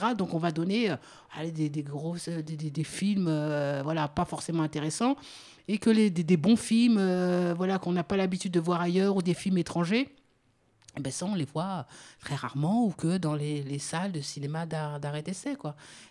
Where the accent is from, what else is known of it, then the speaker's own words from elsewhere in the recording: France; je suis français